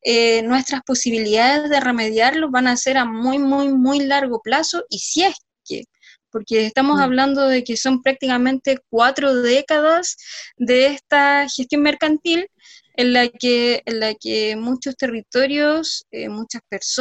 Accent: San Felipe, Valparaíso, Chile; la comuna exactamente al lado de San Felipe del Valle de la Aconcagua, de donde yo soy

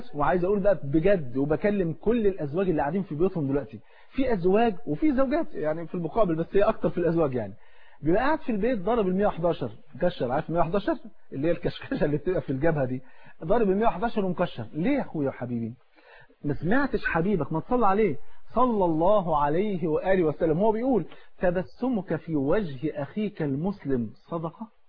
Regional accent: Egypt; تعرف الفول عندنا في مصر فرض عين

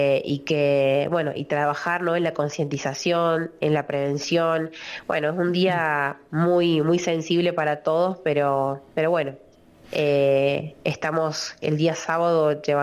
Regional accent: Cortaderas, San Luis, Argentina; Yo nací, me crié en Cortaderas, y hablo en nombre de nativo

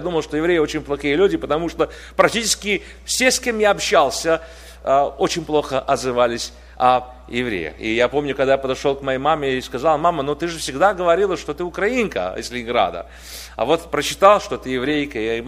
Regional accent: Tbilisi, Georgia; Я из Тбилиси, из Грузии. Моя мама была еврейкой из Ленинграда.

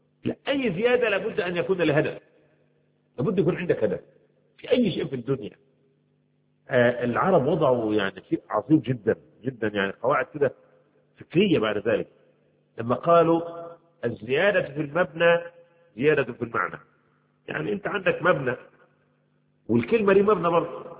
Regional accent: Egypt; كما يقول عندنا في مصر

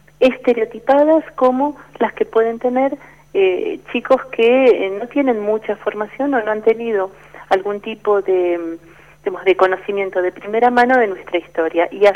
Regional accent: Argentina; Es un campo donde uno cruza su mirada como argentino con el modo en que nos miran a nosotros desde afuera

